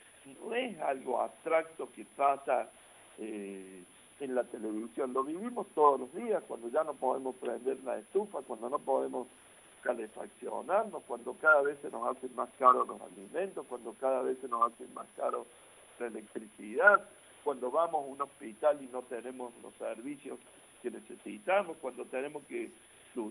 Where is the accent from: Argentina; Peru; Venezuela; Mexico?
Argentina; Y acá también nos tenemos que poner a pensar mucho como argentinos